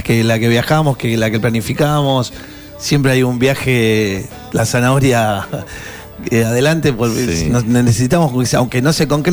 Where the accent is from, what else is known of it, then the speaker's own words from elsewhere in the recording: Bernal, Buenos Aires Province, Argentina; Soy de Bernal, sí, nací en Quilmes, nací.